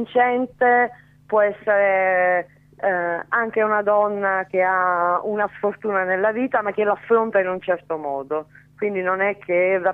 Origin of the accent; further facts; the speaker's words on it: Naples, Campania, Italy; now in Milan, Italy; No napoletanissima sempre